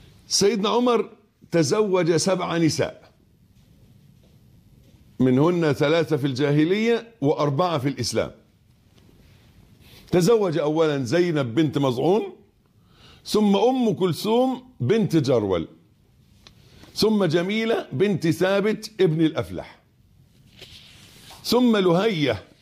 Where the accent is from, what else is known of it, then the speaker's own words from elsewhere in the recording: Egypt; اللي احنا بنقول عليه أبيض في عرفنا في مصري كمصريين